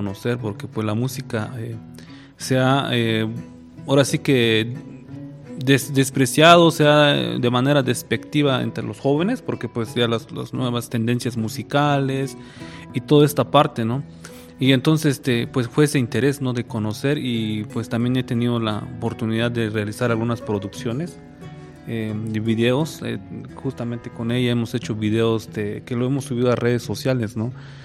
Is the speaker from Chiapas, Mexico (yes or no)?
yes; Oxchuc, Chiapas, Mexico; yo soy originario de Oxchuc